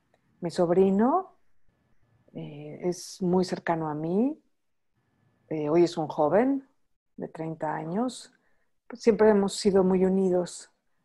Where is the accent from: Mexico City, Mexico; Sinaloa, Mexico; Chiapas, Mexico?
Mexico City, Mexico; nací aquí en la Ciudad de México y ser mexicana es algo que me define